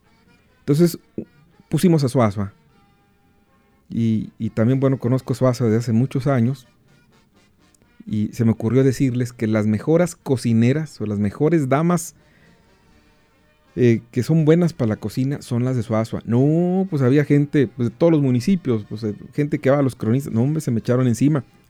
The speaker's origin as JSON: {"language": "Spanish", "town": "Allende", "region": "Nuevo León", "country": "Mexico", "said": "Allende, pueblito bonito que me vio nacer."}